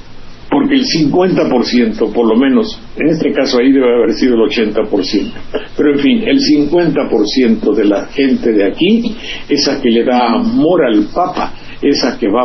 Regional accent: Banderilla, Veracruz, Mexico; Yo me acuerdo cuando vino un conjunto aquí, a mi pueblo, Banderilla, que se llama

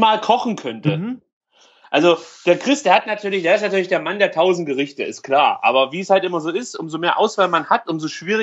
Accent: East Germany, Germany; Bei uns in der DDR gab es halt nichts anderes

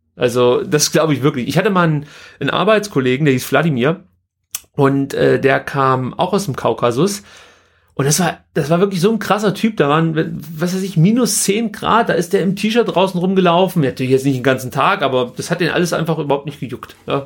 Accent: East Germany, Germany; ich bin ja in der DDR groß geworden.

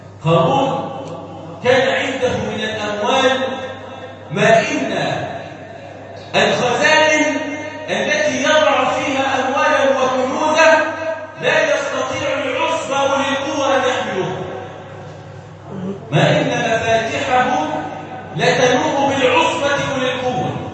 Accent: Egypt; اللهم اجعل بلادنا مصر امنا امانا وسائر بلاد

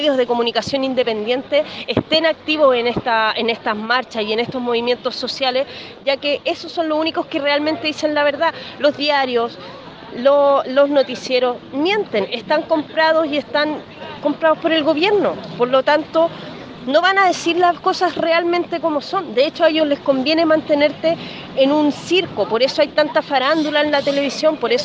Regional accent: Quintero, Valparaíso, Chile; soy quinterana, nací y criada en Quintero. Mi familia está en Quintero, mis amigos están allá luchando.

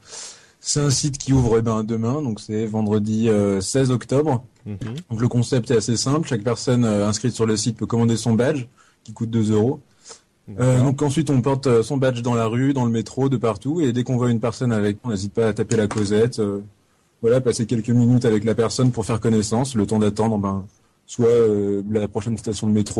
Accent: Lyon, Auvergne-Rhône-Alpes, France; ça sera d'abord sur Rhône-Alpes, vu que je suis de Lyon.

